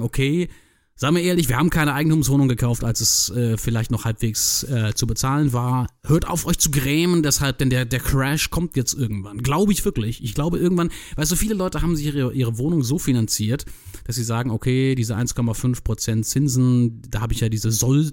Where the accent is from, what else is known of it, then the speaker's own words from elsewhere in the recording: Berlin, Germany; born there; ich bin Ende 2007 nach Berlin gezogen, du weißt ja, ich bin in Berlin geboren, aber nein, nicht hier gelebt und so weiter